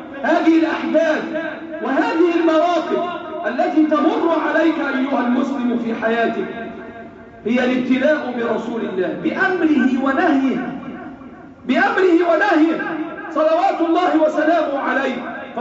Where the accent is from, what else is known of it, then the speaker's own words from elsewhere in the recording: Egypt; اللهم احفظ بلادنا مصر وسائر بلاد